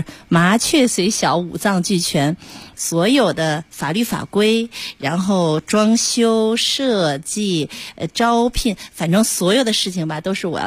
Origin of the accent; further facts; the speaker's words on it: Beijing, China; 用我们北京人的话说，还是我太教条